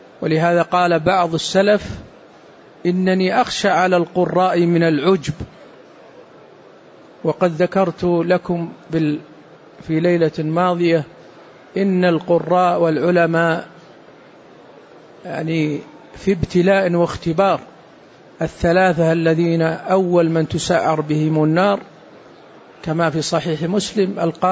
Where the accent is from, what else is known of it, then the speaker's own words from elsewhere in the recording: Saudi Arabia; وقد صدر عندنا في السعودية قرار بهذا